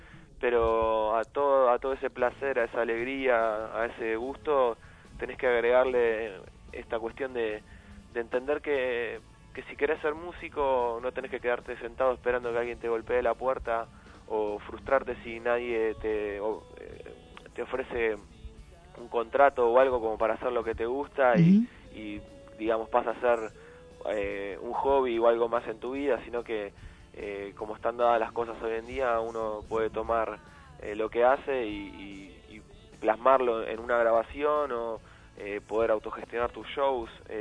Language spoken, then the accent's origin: Spanish; Ramos Mejía, Buenos Aires Province, Argentina; nosotros somos un poquito más, un poquito menos del oeste, somos de Aedo, de Ramón Mejía